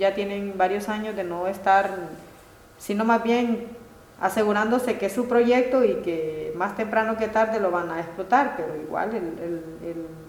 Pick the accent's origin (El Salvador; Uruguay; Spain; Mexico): El Salvador; nosotros como salvadoreños tenemos el 60% de esas aguas.